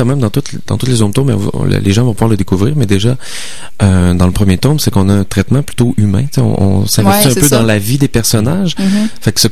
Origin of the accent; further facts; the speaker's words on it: Quebec City, Quebec, Canada; On vient de Québec, mais là, en fait, moi, je viens de Québec, lui vient de Lyon. On s'est rencontrés à Montréal.